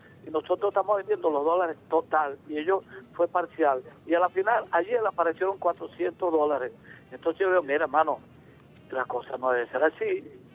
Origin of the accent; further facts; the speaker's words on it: Caño Pernales, Delta Amacuro, Venezuela; born there; La indígena la sé por mis ancestros, pues soy hijo de indígena, y porque nací en los caños del delta más grande del mundo, que es el río Orinoco. Yo nací en el Caño Pernales.